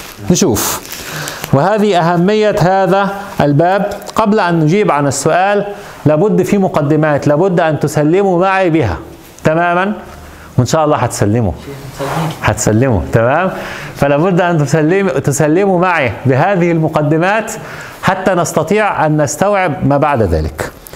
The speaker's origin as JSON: {"language": "Arabic", "country": "Egypt", "said": "عندنا في مصر يضعون صليب"}